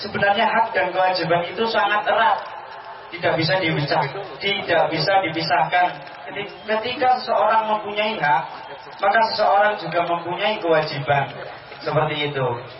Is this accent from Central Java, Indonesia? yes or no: yes; Banyumas, Central Java, Indonesia; Saya dari Banyumas, tapi saya mondok di Cilacap, Al-Iyah Ulu Masjid.